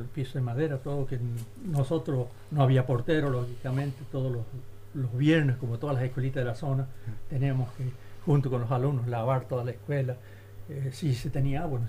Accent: La Rioja, Argentina; me acogieron como si estuviera en mi patria chica, en mi Rioja.

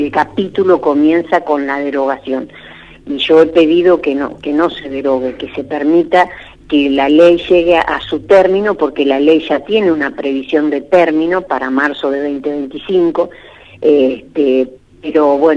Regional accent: Luis Beltrán, Río Negro, Argentina; now in Choele Choel, Argentina; yo vivo en Choele. O sea, yo vivo en Choele, soy de Beltrán, pero vieron ustedes que esto de ser de Beltrán y de Choele es casi lo mismo, porque estamos a 12 kilómetros, y vivo en Choele desde que me recibí

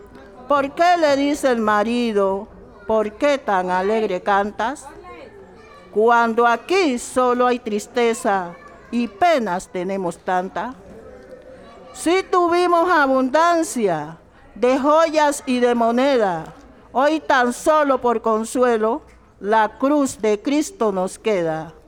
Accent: Buenaventura, Valle del Cauca, Colombia; now in Cali, Colombia; Nosotros nos vinimos de Buenaventura, mi hermano tenía su negocio, llegamos a vivir a esta ciudad y era una situación muy difícil.

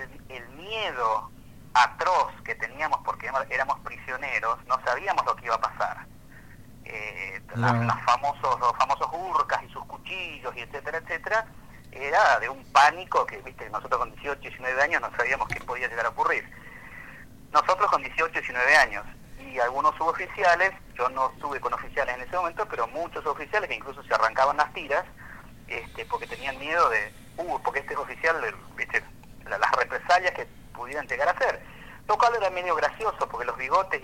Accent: Argentina; tanto ingleses como argentinos estábamos armados

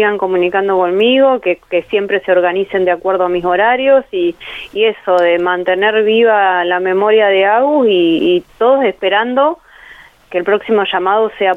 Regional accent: Santa Rosa, La Pampa, Argentina; yo soy de Santa Rosa La Pampa

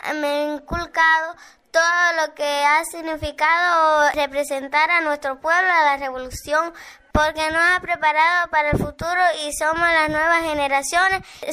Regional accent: Cuba; estoy representando a mi pueblo, a Cuba

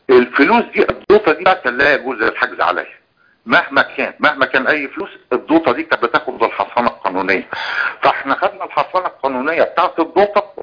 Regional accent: Egypt; لما كان موجود عندنا في مصر يعني كتير من الجنسيات وكان عندها حق المتاجره في مصر.

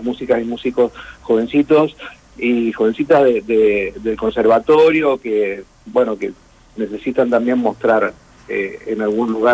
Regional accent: Mendoza, Argentina; now in Mar del Plata, Argentina; Yo, si bien hace muchos años que estoy acá, soy de Mendoza.

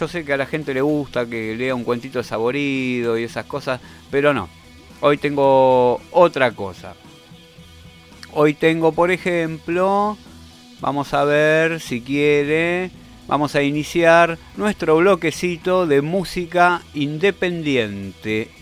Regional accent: Argentina; ¿Que de dónde sos? Yo soy argentino.

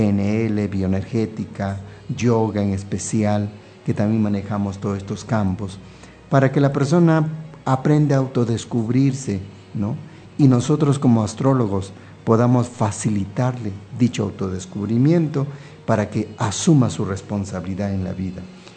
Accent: Peru; born there; moved away; also born or lived in Venezuela / United States; yo nací en el Perú, ¿no? Viví en Venezuela cerca de 10 años. Estuve en Estados Unidos también.

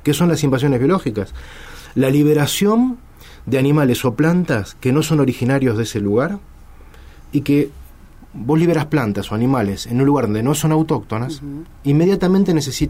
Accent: Argentina; Nosotros como argentinos tenemos el deber de defender nuestro patrimonio natural.

